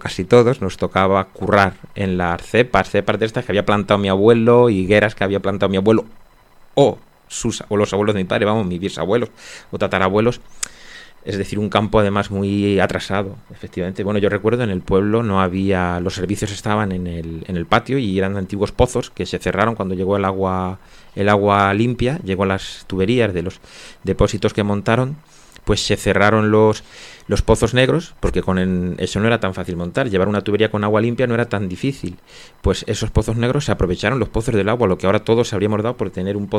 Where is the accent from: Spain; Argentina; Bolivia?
Spain; Desde el pueblo, por la carretera de Extremadura, mi pueblo está en la carretera de Extremadura